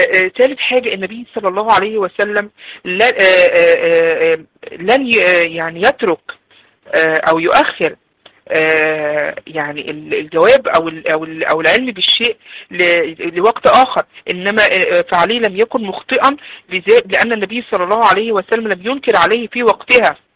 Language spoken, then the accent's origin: Arabic; Egypt; اللي هو عندنا في مصر علينا القورة، بيضرب على القورة بتاعته